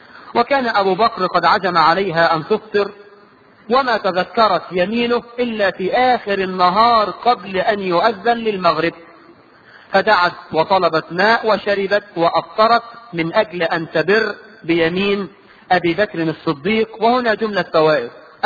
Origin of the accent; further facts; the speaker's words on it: Egypt; وده موجود عندنا الى الان كمصريين